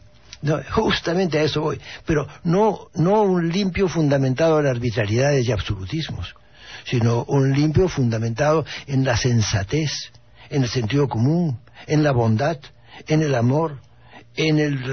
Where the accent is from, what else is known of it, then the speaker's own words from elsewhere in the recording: Peru; also born or lived in Spain; tengo la doble nacionalidad, pero te debo decirte que tengo conflictos. Soy peruano y español.